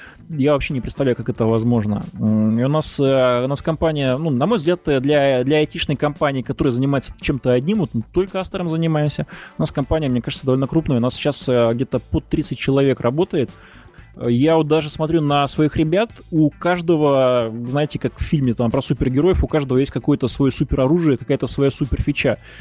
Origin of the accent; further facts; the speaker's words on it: Maykop, Adygea, Russia; например, на моей малой родине, в городе Майкопе.